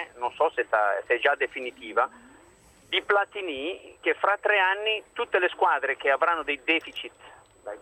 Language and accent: Italian; Chiasso, Ticino, Switzerland; poi io sono di Chiasso, si immagini